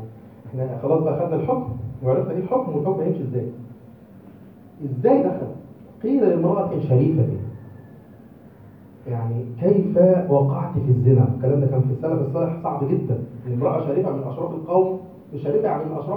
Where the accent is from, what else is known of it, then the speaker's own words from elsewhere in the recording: Egypt; فبقى في خلل في القضاء المصري عندنا في مصر